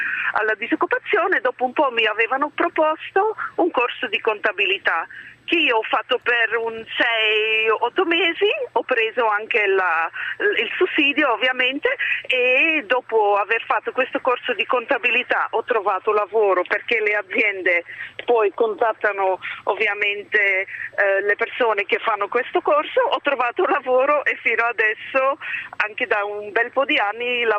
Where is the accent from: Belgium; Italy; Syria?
Belgium; Italian is a second language; come probabilmente avete sentito all'accento, io sono belga